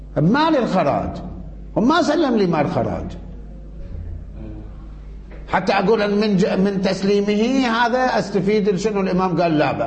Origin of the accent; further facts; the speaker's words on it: Iraq; شلون عندنا بالعراق عين التمر